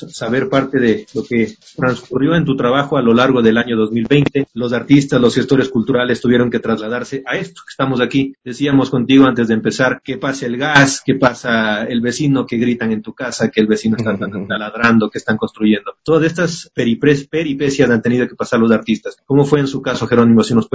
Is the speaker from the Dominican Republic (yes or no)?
no; Ecuador; parte de la idiosincrasia de lo que somos los ecuatorianos en general